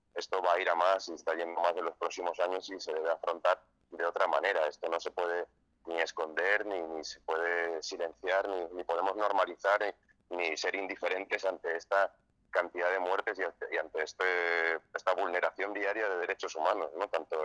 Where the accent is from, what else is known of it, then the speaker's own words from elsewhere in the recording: Barcelona, Catalonia, Spain; born there; mi madre es francesa, yo nací en Barcelona, pero mi familia somos de asturianos, de San Esteban de Pravia, y migrantes también